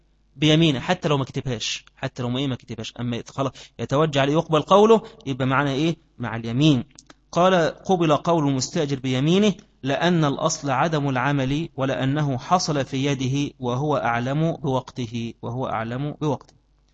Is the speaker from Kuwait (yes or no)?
no; Egypt; عندنا في مصر في وقت القائلة ده كله زي الإيه؟ زي النمل